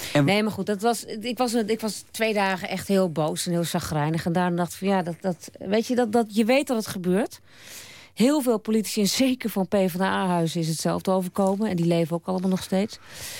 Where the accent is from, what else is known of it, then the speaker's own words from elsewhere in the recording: Amsterdam, North Holland, Netherlands; En ik kwam ook uit Amsterdam en er waren te veel Amsterdammers.